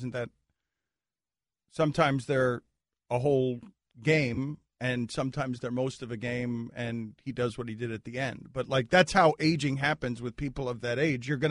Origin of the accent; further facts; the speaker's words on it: Ireland; I'm an Irishman.